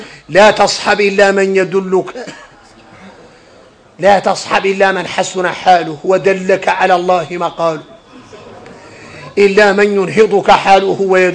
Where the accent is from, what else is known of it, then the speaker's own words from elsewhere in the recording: Mauritania; ولذلك اركنين نخلعوا احنا موريتاني من الصحاب.